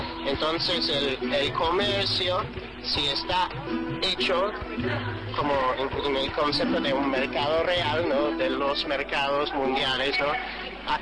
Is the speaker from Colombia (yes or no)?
no; Ireland; Spanish is a second language; yo soy irlandés. Entonces, nosotros somos indígenas en nuestro propio país, pero yo no soy indígena aquí.